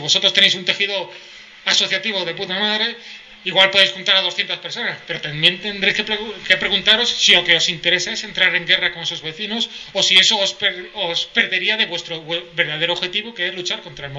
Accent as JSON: {"language": "Spanish", "region": "Galicia", "country": "Spain", "said": "yo soy gallego"}